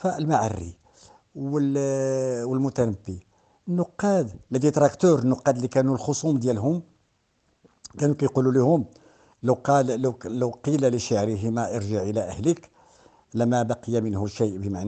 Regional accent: Morocco; بينما الكتابة الزاجلة عندنا في المغرب راه هي عندها 100 سنة

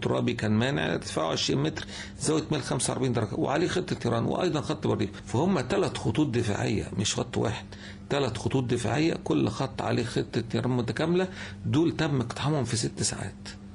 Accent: Egypt; دول مصريين وإحنا مصريين

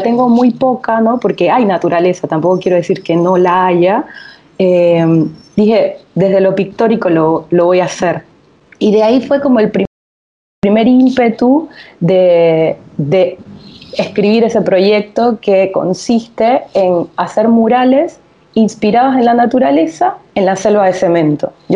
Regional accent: Panama City, Panamá, Panama; yo nací en Panamá capital, o sea, nací en una ciudad, no nací en un pueblo. Pero Panamá capital, por ejemplo, tiene el mar, o sea, yo podía ver el mar en 5 minutos, podía ver el mar, estaba muy cerca del mar, donde crecí.

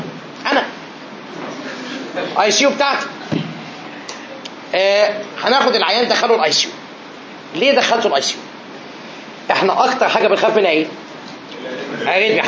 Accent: Egypt; moved away as an adult; now in New York, United States; عشان جاي من مصر نفسي صعبت عليا بجد.

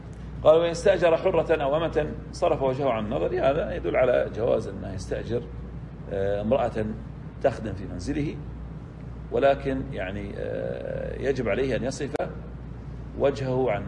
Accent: Saudi Arabia; وأما في عندنا في السعودية طبعا، وأما برا السعودية

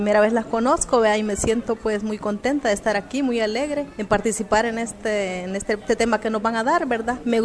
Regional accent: Apopa, San Salvador, El Salvador; vengo de Apopa, nacimos de un proyecto de la Unión Europea

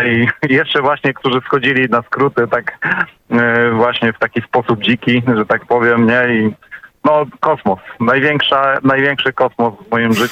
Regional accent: Opole, Opole Voivodeship, Poland; ja z Opola

